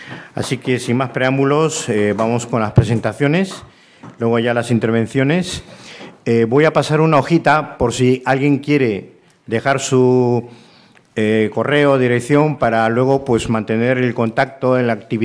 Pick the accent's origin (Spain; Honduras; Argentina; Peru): Peru; moved away; llevo ya aquí 40 años, vine de Perú